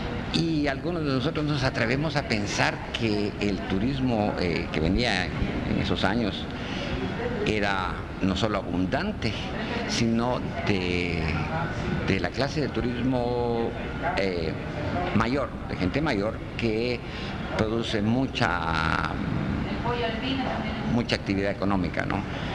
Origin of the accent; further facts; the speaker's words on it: Amatitlán, Guatemala Department, Guatemala; moved away as an adult; now in Petén, Guatemala; Aunque mi infancia la crecí en Amatitlán, o sea, donde mi familia vivía en Amatitlán, y el nacer pues fue el incidente de ir a un hospital en la ciudad. Y me trasladé al Petén a los 20 años de edad.